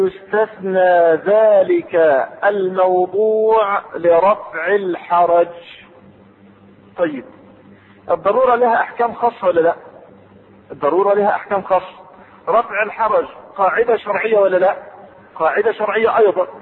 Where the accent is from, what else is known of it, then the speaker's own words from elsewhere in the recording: Egypt; العنبر عندنا في مصر يشم ولا يؤكل؟